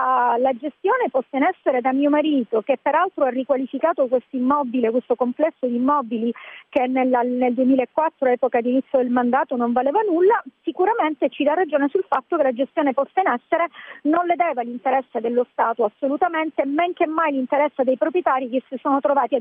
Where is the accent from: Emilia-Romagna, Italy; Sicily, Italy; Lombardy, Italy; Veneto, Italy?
Sicily, Italy; E io ho voluto dare un contributo alla mia terra, alla Sicilia, una terra da cui tutti vanno via